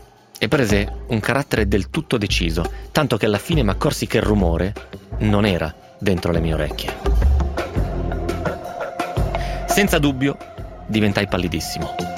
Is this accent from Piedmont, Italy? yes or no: yes; Piedmont, Italy; alle nostre parti bisa non esiste, nel Novarese, ma il Novarese è Piemonte finto.